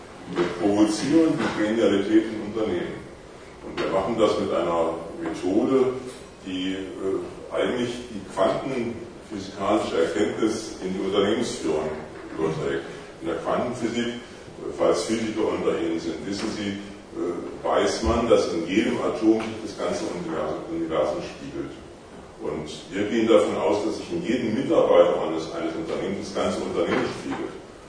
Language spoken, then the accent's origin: German; Karlsruhe, Baden-Württemberg, Germany; ich bin aus Karlsruhe am Rhein, also das ist schon eine ziemliche Reise hierher